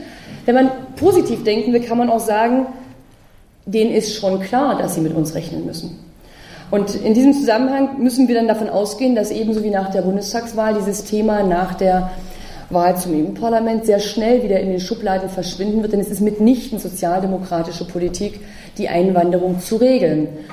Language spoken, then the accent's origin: German; Bergkamen, North Rhine-Westphalia, Germany; also born or lived in Brandenburg; Ich komme aus zwei Kohleregionen. Ich bin aufgewachsen in Brandenburg, da gab es die Braunkohle. Und am Nordostrand des Ruhrgebietes in Bergkamen, wenn Ihnen das was sagt, bin ich groß geworden.